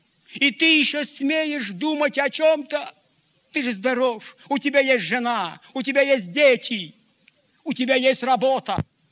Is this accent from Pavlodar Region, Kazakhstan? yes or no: yes; Pavlodar, Pavlodar Region, Kazakhstan; Я говорю, Петр Данилович, я вот из Павлодара.